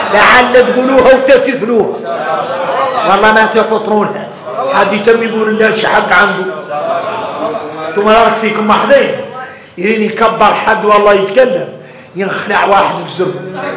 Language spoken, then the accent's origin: Arabic; Mauritania; اي احنا موريتاني حارنا متين العود الاول في قاموس الحسانيه